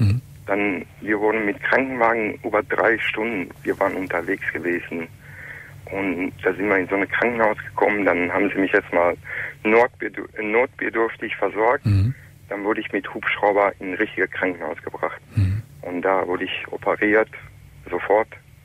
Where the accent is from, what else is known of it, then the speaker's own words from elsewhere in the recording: Iran; Ich bin gebürtiger Iraner und das ist ca. 24 Jahre her. Ich war 14 Jahre alt, wo das passiert ist.